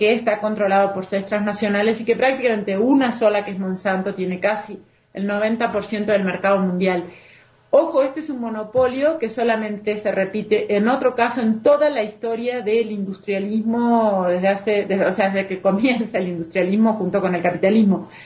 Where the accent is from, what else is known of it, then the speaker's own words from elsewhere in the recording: Uruguay; now in Mexico; De por sí trabajo en México, pero soy uruguaya.